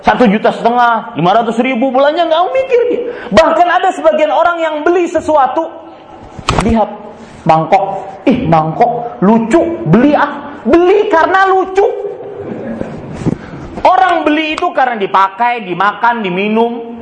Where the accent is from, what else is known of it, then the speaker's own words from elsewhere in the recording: Banjarmasin, South Kalimantan, Indonesia; kalau di Banjarmasin di kota saya dari Kalimantan Selatan